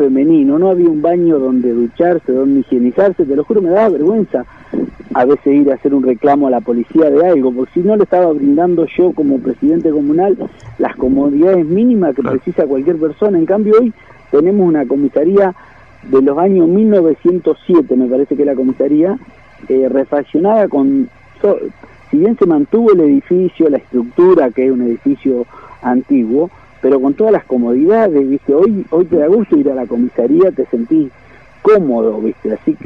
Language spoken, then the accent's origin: Spanish; Argentina; y la bandera argentina, que porque también nos hace notar que también somos argentinos, que somos poquitos.